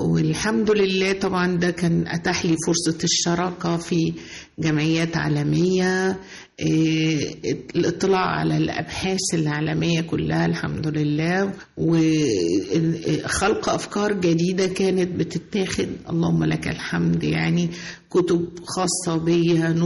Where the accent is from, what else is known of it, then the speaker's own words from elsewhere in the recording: Monufia Governorate, Egypt; أنا من المنوفية